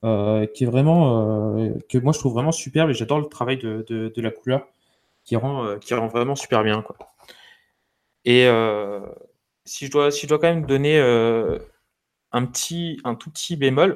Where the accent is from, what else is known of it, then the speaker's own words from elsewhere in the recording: France; en tant que Français, on passe peut-être à côté parce qu'on n'a pas les connaissances qu'il nous faut